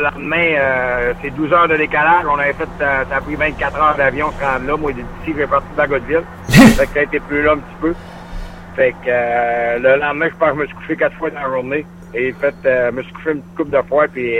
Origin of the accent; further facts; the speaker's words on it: Albanel, Quebec, Canada; je viens du lac, je viens d'Albanel. J'ai fait mon hockey mineur à Beau-Normandin.